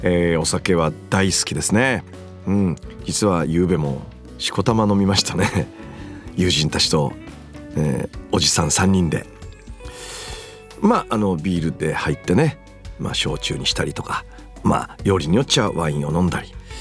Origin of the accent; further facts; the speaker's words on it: Miyagi, Japan; 私東北宮城県出身でございます。塩釜文化大使にもなっております。